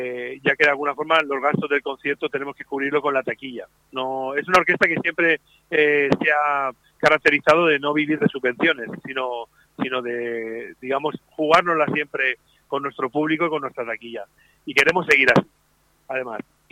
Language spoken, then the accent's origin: Spanish; Elche, Valencian Community, Spain; porque Elche siempre, además es el sitio como es mi pueblo, mi ciudad, pues de alguna forma viene la gente que nos conoce y que nos quiere.